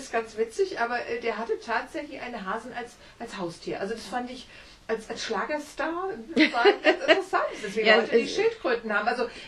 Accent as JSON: {"language": "German", "town": "Wiesbaden", "region": "Hesse", "country": "Germany", "tie": "born or raised there", "said": "ein Fotomodell aus Wiesbaden, aus meiner Heimatstadt."}